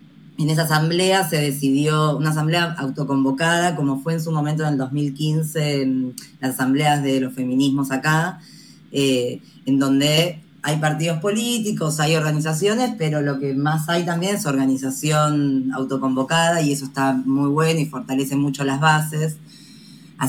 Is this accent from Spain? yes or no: no; Buenos Aires, Argentina; yo soy comunicadora popular de Buenos Aires, Argentina, y participo de Antena Negra TV, que es una televisora comunitaria que queda en Buenos Aires.